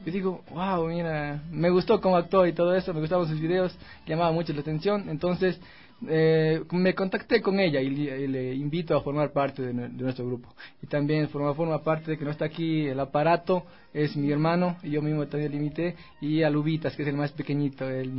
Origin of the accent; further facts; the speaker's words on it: Saraguro, Loja, Ecuador; soy de Saraguro, con mis amigos que formamos parte del team, conocido en el mundo como Ahora Pit